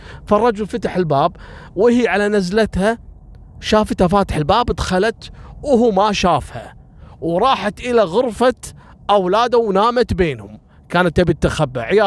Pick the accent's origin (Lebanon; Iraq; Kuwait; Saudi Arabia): Kuwait; إن إحنا يعني كويتيين وجايين بسفر